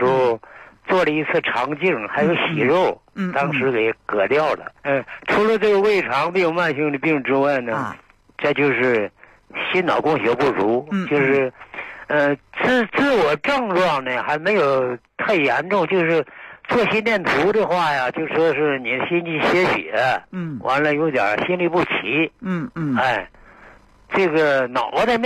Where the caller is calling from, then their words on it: Anshan, Liaoning, China; 我是鞍山的。